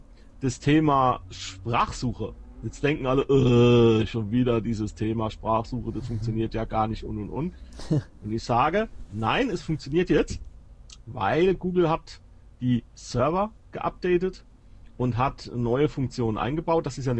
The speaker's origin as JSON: {"language": "German", "country": "Germany", "said": "ich bin ein Deutscher und ich möchte es gerne in Deutsch haben."}